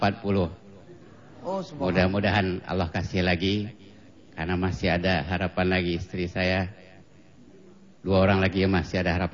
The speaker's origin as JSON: {"language": "Indonesian", "region": "Lampung", "country": "Indonesia", "tie": "born or raised there", "also_born_or_lived": "Palembang, Indonesia / Java / Middle East", "said": "Saya lahir di Palembang, besar di Lampung, lama seluruh Jawa, lama Timur Tengah, lama mengembara."}